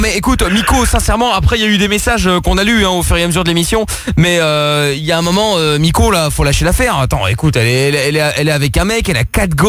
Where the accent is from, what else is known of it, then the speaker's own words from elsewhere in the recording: Portugal; Y'a que moi qui peux le faire parce que je suis portugais.